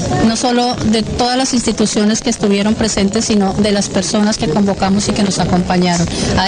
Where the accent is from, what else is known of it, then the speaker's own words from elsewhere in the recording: Colombia; somos todos los colombianos que lo hemos sufrido.